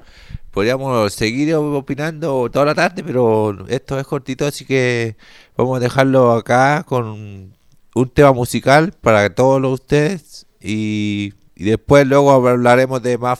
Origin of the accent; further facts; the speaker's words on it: Antofagasta, Chile; Por ejemplo, yo que soy de Antofagasta